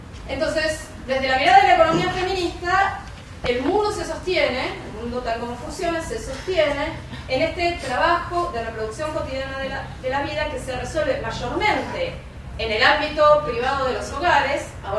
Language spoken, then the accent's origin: Spanish; Buenos Aires, Argentina; Yo vengo de Buenos Aires